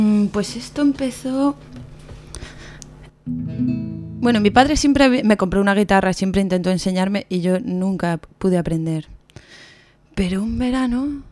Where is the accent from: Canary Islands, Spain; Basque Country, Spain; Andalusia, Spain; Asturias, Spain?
Asturias, Spain; Pues soy de Asturias.